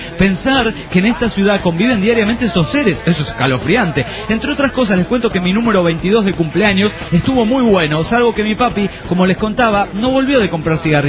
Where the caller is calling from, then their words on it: Trelew, Chubut, Argentina; de Trelew, nuevamente